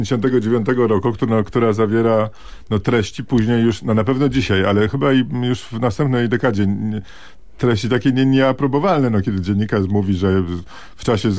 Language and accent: Polish; Warsaw, Masovian Voivodeship, Poland; moje dzieciństwo upłynęło na warszawskiej Woli no troszkę później niż pańskiej, nie da się ukryć.